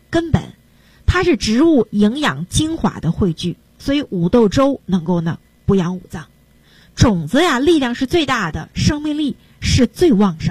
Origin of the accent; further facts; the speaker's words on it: China; 你看我们中国人啊就喜欢喝白酒，然后呢把这个白酒要烫一烫，哎，烫一烫再喝。那这个酒啊里边加点姜丝，这个呢是最适合我们中国人的脾胃的